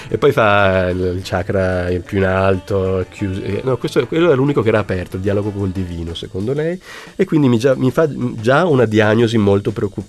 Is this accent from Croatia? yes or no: no; Switzerland; born there; io sono nato in Svizzera e quindi non sono stato neanche battezzato, e sono cresciuto sempre con un convinto sano ateismo